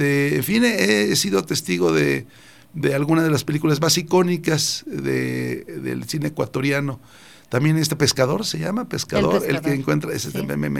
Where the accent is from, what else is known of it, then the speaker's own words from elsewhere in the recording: Mexico; lo que somos los mexicanos